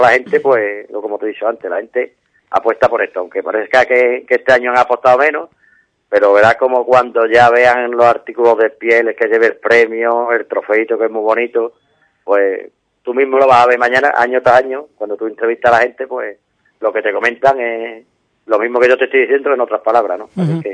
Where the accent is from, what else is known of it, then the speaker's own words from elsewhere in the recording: Ubrique, Andalusia, Spain; el pueblo de Ubrique hay que darle un 10 porque es de las carreras que yo conozco. No es porque sea mi pueblo, pero es donde más público hay